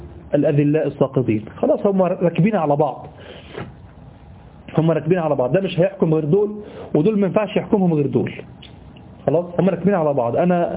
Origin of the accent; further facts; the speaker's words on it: Egypt; في حاجة غريبة عندنا في مصر، دي حاجة غريبة يعني